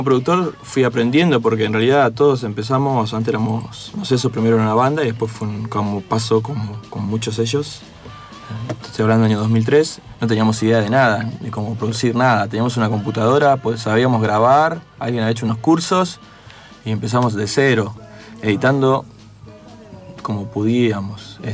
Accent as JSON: {"language": "Spanish", "town": "La Matanza", "region": "Buenos Aires Province", "country": "Argentina", "said": "Somos casi todos de La Matanza"}